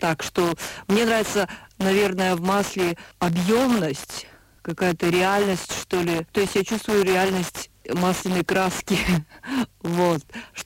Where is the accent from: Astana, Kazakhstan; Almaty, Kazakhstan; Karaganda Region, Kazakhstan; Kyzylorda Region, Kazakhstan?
Karaganda Region, Kazakhstan; Karaganda; now in Germany; Училась я в Караганде. Ну, вообще, я как бы из Караганды. Это мой родной город.